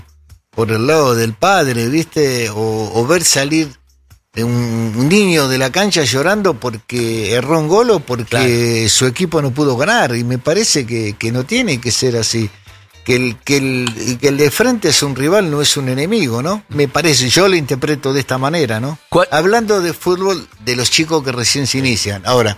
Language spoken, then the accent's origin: Spanish; Buenos Aires, Argentina; Donde me crié, en Parque de los Patricios. Uh-huh. Me crié ahí, después con el tiempo de grande chico, mis padres se mudaron para José Mármol.